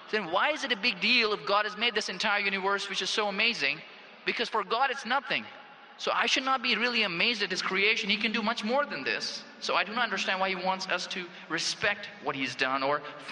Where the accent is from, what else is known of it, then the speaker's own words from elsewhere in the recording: Phoenix, Arizona, United States; I'm from Phoenix, Arizona in the United States.